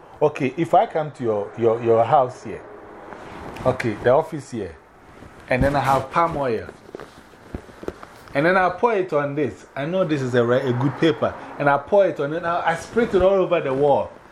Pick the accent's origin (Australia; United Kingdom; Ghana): Ghana; Mankessim, Central Region; I was one of the members in Mankisim, my hometown, when they started the Anglican church.